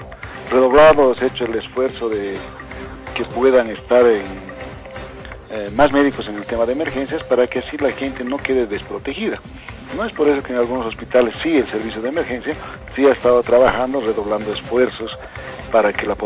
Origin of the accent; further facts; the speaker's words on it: Bolivia; tener todos los beneficios como bolivianos que somos, porque tampoco somos de otra tierra nosotros